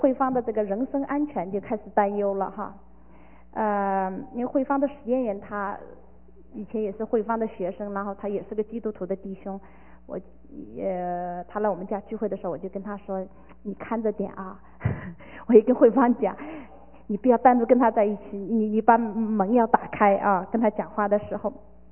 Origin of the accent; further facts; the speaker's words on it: China; 我们中国人叫是种什么就收什么，是吧？